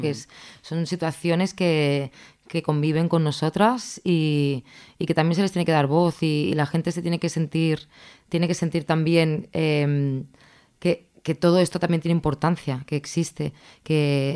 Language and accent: Spanish; Barcelona, Catalonia, Spain; Que somos de Barcelona, entonces también, exacto.